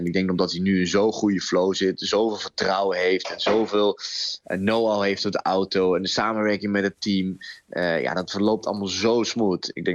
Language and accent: Dutch; Netherlands; En wij als Nederlander dat heel erg trots mogen zijn dat we natuurlijk